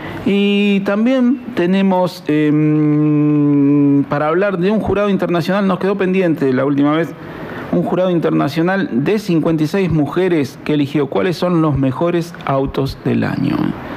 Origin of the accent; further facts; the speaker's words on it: Centenario, Neuquén, Argentina; yo vengo de Centenario, bueno, algunos saben. Es más, estamos cerquita del autódromo